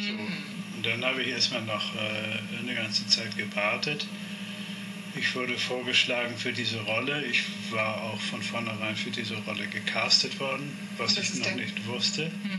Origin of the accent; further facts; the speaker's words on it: Hamburg, Germany; Ich bin Hamburger. Ich bin wirklich Hamburger. Das ist meine Stadt.